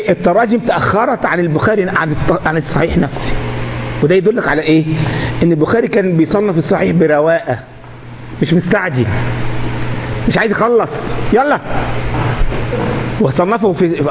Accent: Egypt; احنا عندنا في مصر منطقة اسمها الوراق في جزيرة في قلب النيل اسمها الوراق

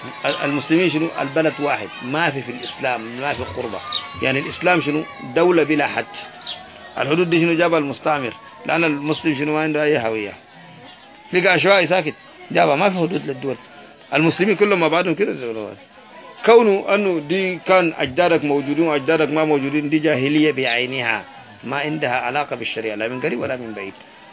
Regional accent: Yemen; أنا يمني والحرف العراق ما كان نقول بالي وباله

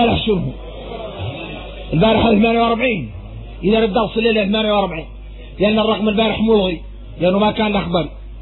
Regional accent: Mauritania; يا غير احنا موريتاني فينا واحدين اولاد الخيام الكبارات

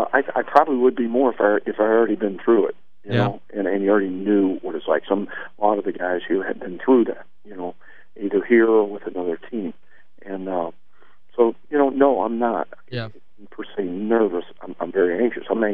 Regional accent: Pittsburgh, Pennsylvania, United States; You know, I'm from Pittsburgh. I was my dad's family is all from Pittsburgh. I grew up an hour north of here, and so I've spent 15 years in the Mid-South.

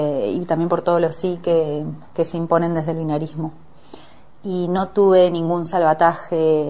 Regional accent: Mendoza, Argentina; now in Buenos Aires, Argentina; soy mendocina. migrada a Buenos Aires.

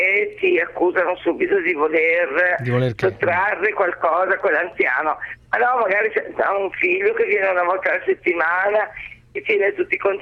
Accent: Pavia, Lombardy, Italy; sono di Pavia di origine

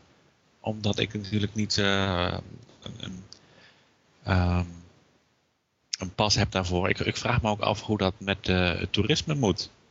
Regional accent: Netherlands; Dan ben ik een Nederlander.

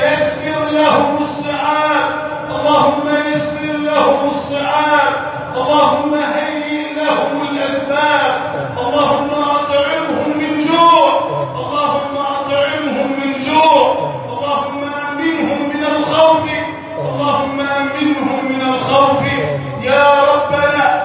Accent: Egypt; يا ربنا احفظ بلدنا مصر واجعلها بلدا امنا امانا

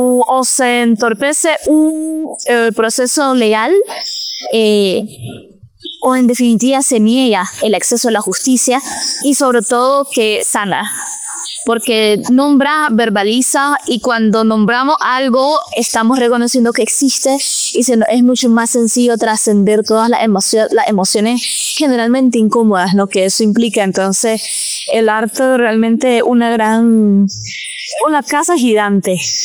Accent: Nicaragua; soy cantautora nicaragüense.

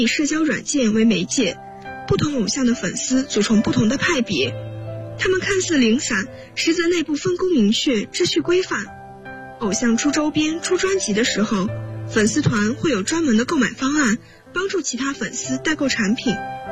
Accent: Qingdao, Shandong, China; now in Nanjing, China; 来自山东青岛，我在南京大学，距离我的家乡571公里。

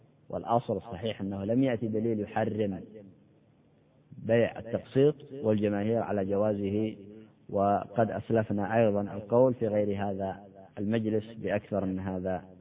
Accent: Yemen; كما يقال عندنا في اليمن

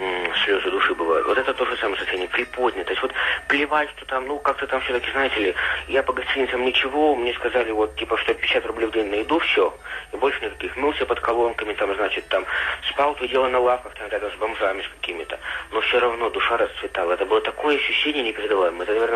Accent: Krasnoyarsk, Krasnoyarsk Krai, Russia; born there; now in Yaroslavl, Russia; я из Ярославля, где я сейчас живу, до Красноярска, где я родился, проехал на электричках совершенно бесплатно.

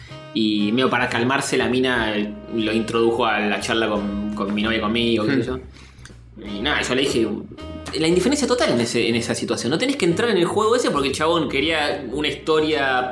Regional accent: Argentina; Yo soy argentino

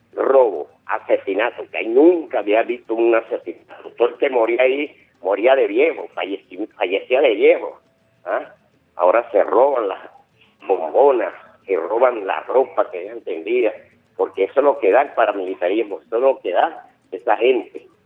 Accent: Mérida, Venezuela; now in Caracas, Venezuela; mi pueblo, por ejemplo, donde yo nací en Mérida, yo tengo 40 años aquí en Caracas, eran 13 viviendas por un lado y 13 viviendas por otro lado. Eran 26 viviendas donde yo nací, donde yo estudié en colegio

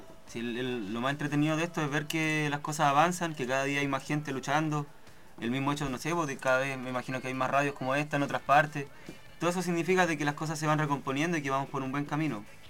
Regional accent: Chiloé, Los Lagos, Chile; Es que yo soy, bueno, de Chiloé

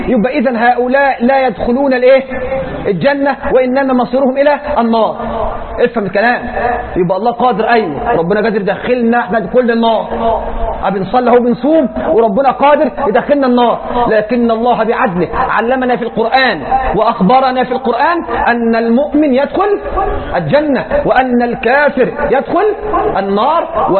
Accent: Egypt; اللهم اجعل بلدنا مصر واحه للامن والامان والسلم والاسلام

